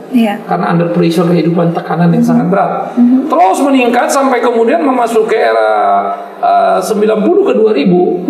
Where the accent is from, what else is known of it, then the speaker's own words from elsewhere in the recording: Sumatra, Indonesia; saya ini anak desa, anak kampung yang di desa saya dulu di Sumatera itu namanya dukun-dukun